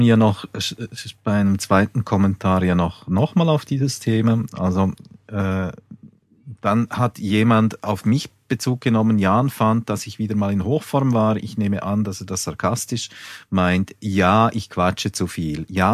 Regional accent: Switzerland; so bringst du mich ganz einfach zum Schweigen als Schweizer.

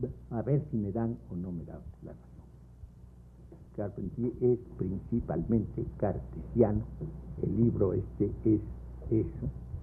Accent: Loja, Ecuador; un campesino de mi pueblo, de Loja

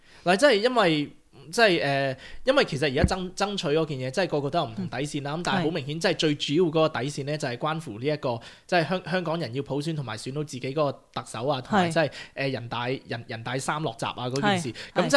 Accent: Australia; 因為我係一個即係喺澳洲土生土長啦咁樣。

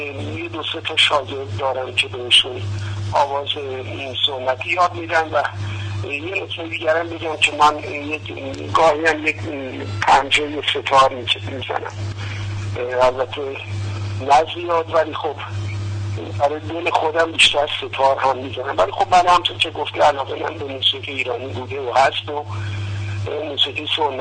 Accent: Isfahan, Iran; چون خودم اصلا اصفهانی هستم،

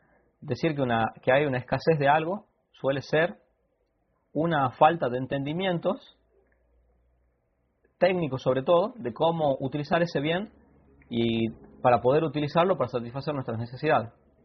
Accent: Argentina; yo soy de Argentina

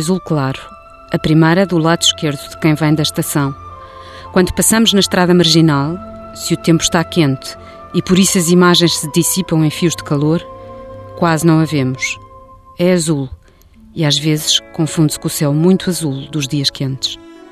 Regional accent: Lisbon, Portugal; eu nasci em Lisboa, nunca tive aquela experiência, aliás tinha imensa inveja quando era miúda daquela experiência do campo e das pessoas que diziam que iam passar fins de semana à terra, porque acho que nunca tive terra.

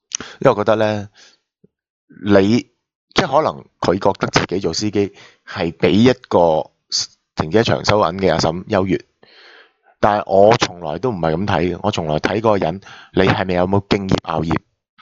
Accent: Hong Kong; 我都系香港出世，土生土长嘅。

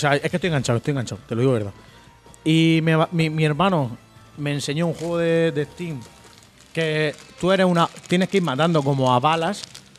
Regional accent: Murcia, Region of Murcia, Spain; Soy de Murcia, Halo. Español.

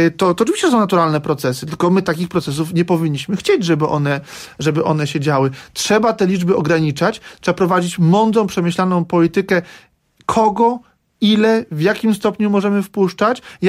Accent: Lower Silesian Voivodeship, Poland; now in Warsaw, Poland; Jestem z Dolnego Śląska i od Warszawie mieszkam od 2012 roku

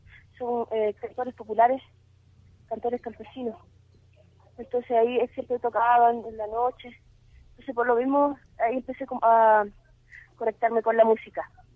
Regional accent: Chile; todo el trabajo de rescate de nuestra identidad como chilenos.

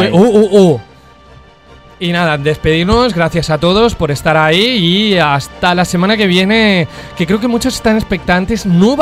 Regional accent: Benavente, Castile and León, Spain; un postre de mi pueblo, en concreto que hacen una pastelería en concreto de la ciudad de Benavente en la provincia de Zamora, que se llaman bombas.

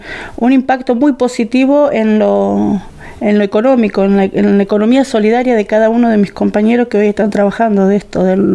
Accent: Santa Rosa, La Pampa, Argentina; Sí, todos somos de acá de Santa Rosa.

